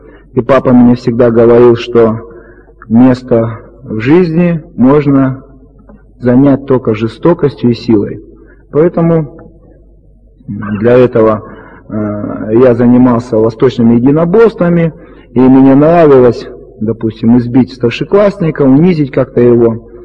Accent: Krasnoyarsk Krai, Russia; Я сам из Сибири, это юг Красноярского края, по национальности я китаец.

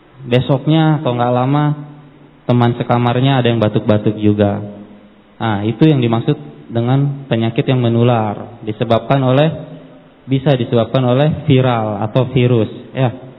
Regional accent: Surabaya, East Java, Indonesia; born there; Saya lahir di Surabaya.

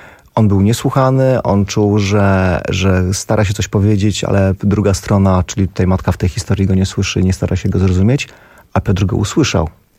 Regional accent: Białystok, Podlaskie Voivodeship, Poland; Ja pochodzę z Białegostoku, więc on jest ode mnie parę lat starszy.

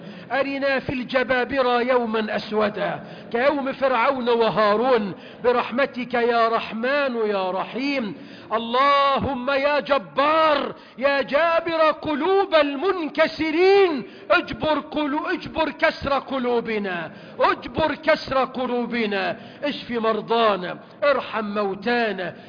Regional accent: Egypt; اللهم واجعل بلدنا مصر أمنا أمانا

